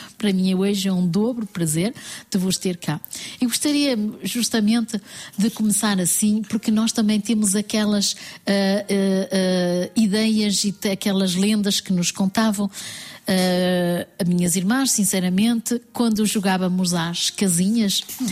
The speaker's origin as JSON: {"language": "Portuguese", "country": "Portugal", "tie": "born or raised there", "also_born_or_lived": "France", "said": "Nascemos em França e fomos para Portugal da mesma forma que vocês as duas"}